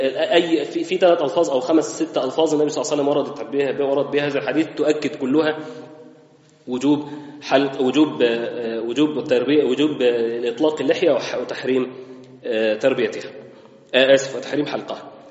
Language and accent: Arabic; Egypt; الختان احنا عندنا في مصر بنسميه تسمية حلوة الطهارة